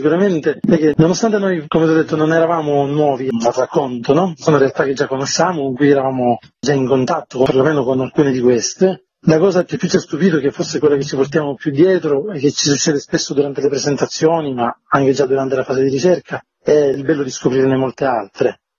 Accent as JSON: {"language": "Italian", "region": "Sicily", "country": "Italy", "lives_now": "Umbria, Italy", "said": "io sono siciliano ma vivo in Umbria ormai da diversi anni."}